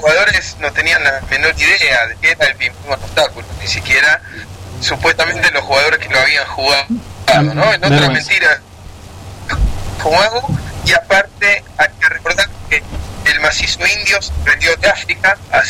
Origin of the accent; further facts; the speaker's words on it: Argentina; De repente uno dice, soy argentino, y te dicen, ah, como Emiliano Insúa. Así que a veces uno intenta no decir que es argentino.